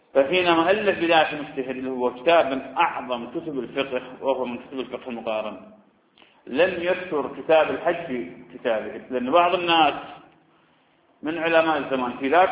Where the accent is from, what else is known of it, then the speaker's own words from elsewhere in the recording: Ramadi, Anbar, Iraq; وأنا أعرف شخص من أشخاص عندنا في الرمادي